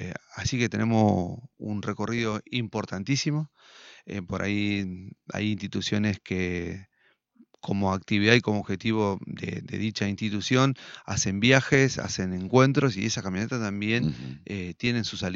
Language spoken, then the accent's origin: Spanish; Concordia, Entre Ríos, Argentina; somos ciudadanos de la ciudad de Concordia, somos argentinos, somos entrerrianos